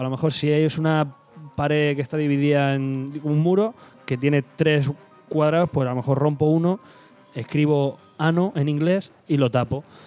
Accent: Spain; decía, sí, soy de España

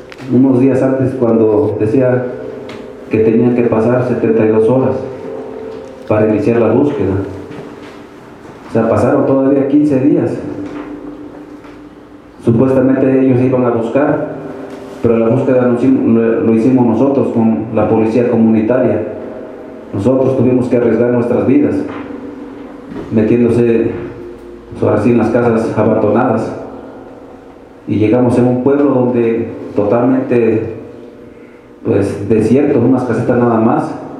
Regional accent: Tixtla, Guerrero, Mexico; Yo soy originario de Tixla

